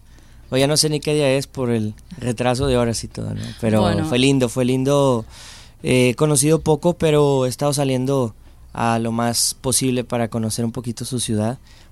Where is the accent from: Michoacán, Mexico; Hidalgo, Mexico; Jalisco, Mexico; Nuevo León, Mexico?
Nuevo León, Mexico; Monterrey; Vengo desde Monterrey, México, y pues conociendo un poquito la ciudad